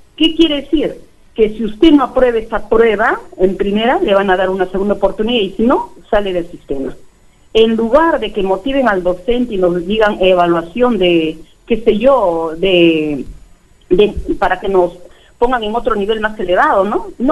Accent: Trujillo, La Libertad, Peru; yo soy trujillana, pero el trabajo me ha tocado por la sierra

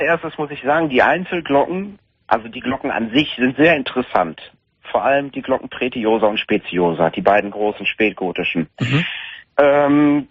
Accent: Übach-Palenberg, North Rhine-Westphalia, Germany; Ich bin kein Kölner, ich komme aus Übach-Palenberg.

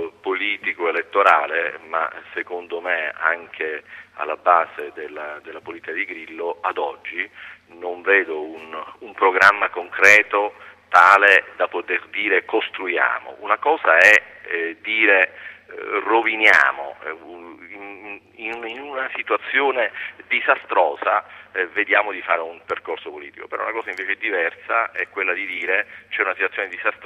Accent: Palermo, Sicily, Italy; poi per voglia di insegnare anche a Palermo, nella mia terra, sono rientrato

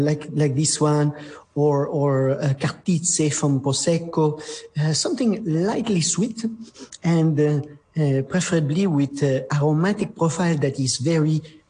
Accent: France; English is a second language; My accent is terrible, but I'm French.

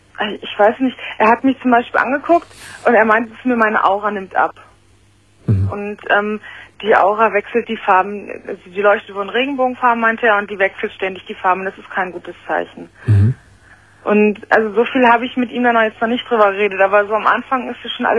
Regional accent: Northern Germany, Germany; Und ich bin auch aus Norddeutschland runtergezogen.

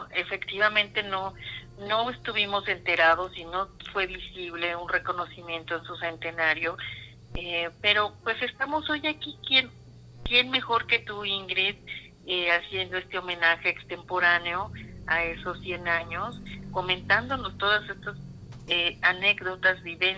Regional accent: Mexico; ese colorido que nos distingue como mexicanos

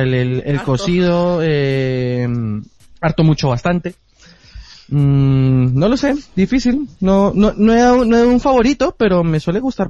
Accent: Bogotá, Colombia; now in Madrid, Spain; En mi país comer mariscos es, o sea, se come también, pero nosotros, Bogotá está a ser una ciudad interior, no

